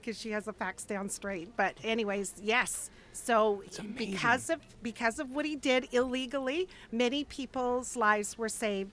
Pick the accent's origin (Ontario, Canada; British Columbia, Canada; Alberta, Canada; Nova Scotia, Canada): Ontario, Canada; Oshawa; also born or lived in Marmor; I'm from Marmor, Ontario, and I grew up in Oshawa, Ontario.